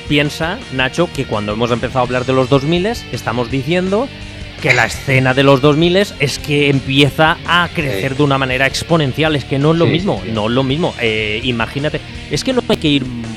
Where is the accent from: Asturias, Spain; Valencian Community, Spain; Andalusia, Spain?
Valencian Community, Spain; Ontinyent; para yo conseguir un fanzine desde mi pueblo, Ontinyent, yo tenía que ir a Valencia?